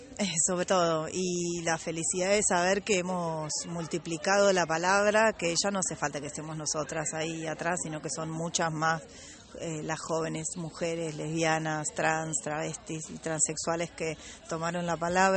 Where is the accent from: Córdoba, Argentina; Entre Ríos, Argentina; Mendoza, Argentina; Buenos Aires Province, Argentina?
Buenos Aires Province, Argentina; Mar del Plata; soy de Mar del Plata.